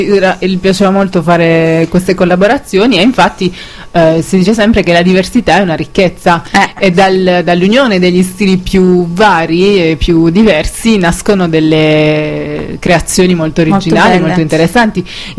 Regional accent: Apulia, Italy; now in Naples, Italy; per me, da brava pugliese, è stato molto difficile imparare a capire il napoletano. Quando mi sono trasferita a Napoli mi sentivo una straniera emigrata.

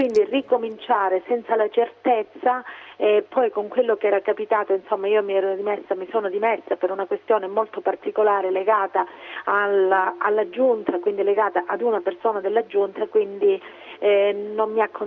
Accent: Monasterace, Calabria, Italy; una forma di interesse dello Stato verso il mio paese, verso Monasterace

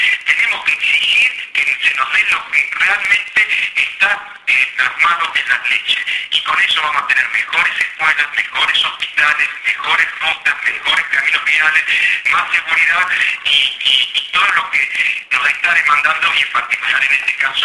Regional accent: Buenos Aires Province, Argentina; los recursos que nos corresponden como bonaerense.

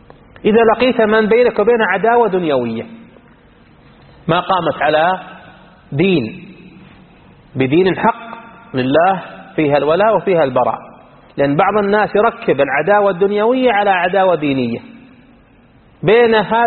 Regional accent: Iraq; يسمونه السودانيين عندنا بالعراق

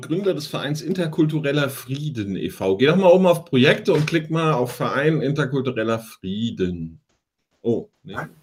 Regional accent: Vietnam; ich komme aus Vietnam und so.

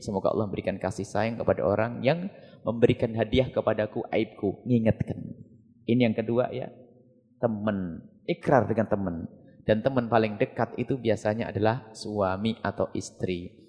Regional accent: East Java, Indonesia; Saya Jawa Timur. Jadi kalau ngomong Jawa Barat enggak enak di sini, Jawa Timur karena kami Jawa Timur. Cuman sekarang sudah jadi Jawa Barat, KTP-nya sudah resmi Jawa Barat.

